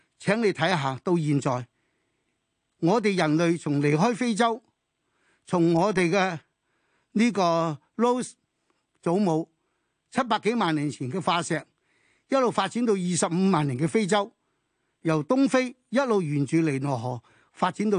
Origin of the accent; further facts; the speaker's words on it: China; 我哋中国大佢四倍人口，我哋中国人民嘅渴求同美国嘅渴求唔同